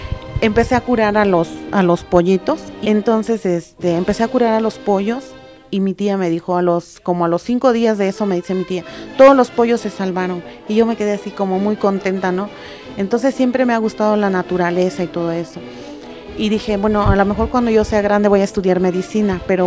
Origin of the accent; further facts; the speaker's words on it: Oaxaca, Mexico; soy originaria de Oaxaca, tengo 39 años, mis padres son indígenas, son campesinos. Soy la quinta de 11 hermanos